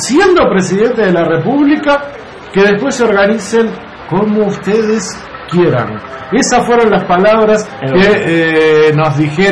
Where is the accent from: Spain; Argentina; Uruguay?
Uruguay; aunque uno, como uruguayo, diría, ya está.